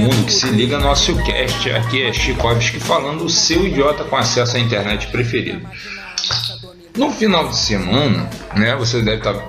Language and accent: Portuguese; Niterói, Rio de Janeiro, Brazil; born there; now in São Gonçalo, Brazil; do município do qual eu nasci, que é Niterói, e do qual eu sou radicado e vivo, que é São Gonçalo.